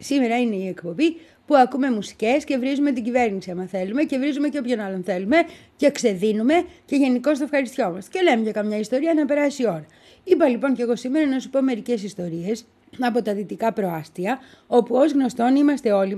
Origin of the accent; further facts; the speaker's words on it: Petroupoli, Attica, Greece; μεγάλωσα στα δυτικά προάστια, έτσι. Μεγάλωσα στην Πετρούπολη, σύνορα Πετρούπολης Ήλιον, στις Λάσπες. Τρεχούμενο νερό αποκτήσαμε όταν ήμουν 3 χρονών.